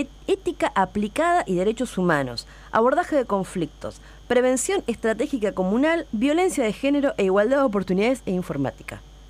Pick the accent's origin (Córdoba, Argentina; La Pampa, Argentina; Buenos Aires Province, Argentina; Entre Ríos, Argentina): Buenos Aires Province, Argentina; La Plata; nosotros, en el caso de La Plata, que decíamos recién, que donde somos